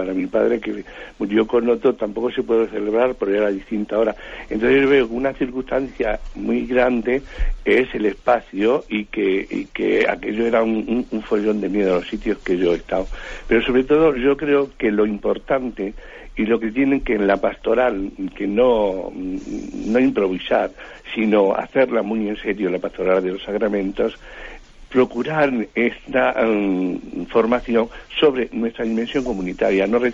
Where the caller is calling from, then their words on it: Madrid, Community of Madrid, Spain; de Madrid.